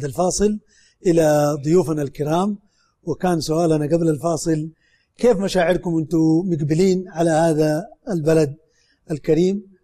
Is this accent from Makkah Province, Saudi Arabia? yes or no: yes; Mecca, Makkah Province, Saudi Arabia; أنا من أهل مكة